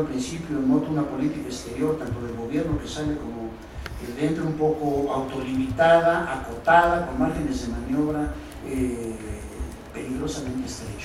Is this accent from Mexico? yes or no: yes; Mexico; que en lo personal como mexicano me preocupa mucho